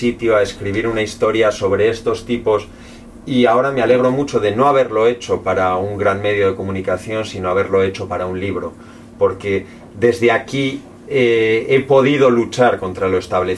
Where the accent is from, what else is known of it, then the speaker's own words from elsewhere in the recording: Spain; now in Chamonix, France; Yo vivo en Francia, soy español y adoro la cultura española